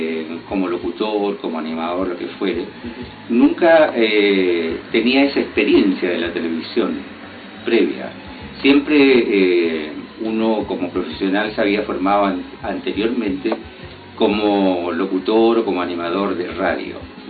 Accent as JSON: {"language": "Spanish", "town": "Copiapó", "region": "Atacama", "country": "Chile", "tie": "born or raised there", "said": "me inicié en mi juventud, en mi tierra. Mi tierra es una tierra muy bonita, que pudo haber sido la capital de Chile. Se llama Copiapó."}